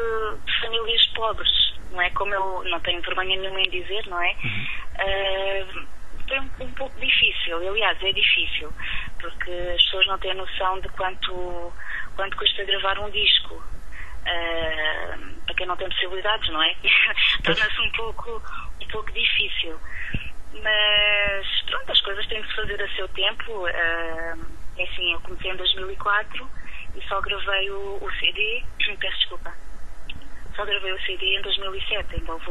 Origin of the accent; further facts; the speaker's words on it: Alentejo, Portugal; uma vez nas festas da minha aldeia, no Alentejo, sou alentejana, pedi se poderia cantar alguns temas.